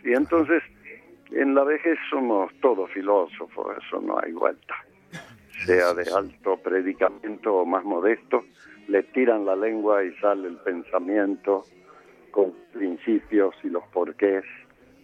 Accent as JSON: {"language": "Spanish", "region": "Salta", "country": "Argentina", "said": "la tonada, como decimos allí, en el sentido de que no la he querido corregir, ¿no? Me he mantenido salteño toda la vida y la gente ya me conoce sabiendo que soy argentino"}